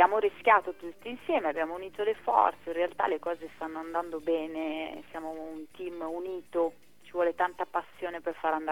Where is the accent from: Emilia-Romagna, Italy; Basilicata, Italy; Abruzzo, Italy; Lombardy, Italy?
Lombardy, Italy; Milan; io sono nata a Milano, è una vita che vivo qui, e da una parte è una vita che me ne voglio andare.